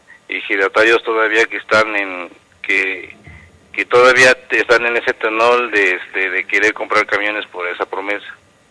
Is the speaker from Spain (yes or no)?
no; Atenco, State of Mexico, Mexico; me decía la gente, ¿de dónde vienes? Soy de Atenco.